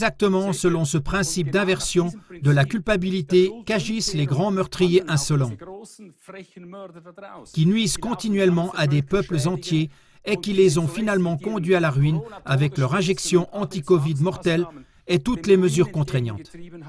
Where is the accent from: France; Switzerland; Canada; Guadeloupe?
Switzerland; chez nous en Suisse, des doses de vaccins que nous avons payées